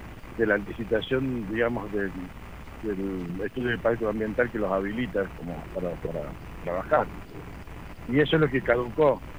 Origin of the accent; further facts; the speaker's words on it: Bialet Massé, Córdoba, Argentina; de Violet Macé.